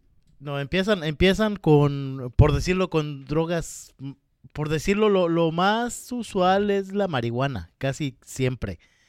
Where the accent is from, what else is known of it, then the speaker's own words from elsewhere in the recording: Mexico; Ahorita que hablas del resistol, en México le decimos resistol 5000. Y yo recuerdo que cuando salíamos de la secundaria, como a la edad de unos 13, 14 años